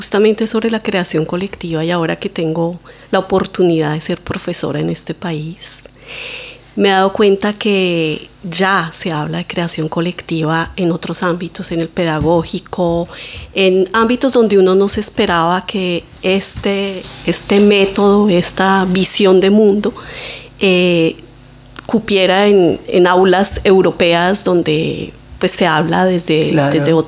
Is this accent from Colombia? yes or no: yes; Bogotá, Colombia; now in Valencia, Spain; como buena colombiana y bogotana.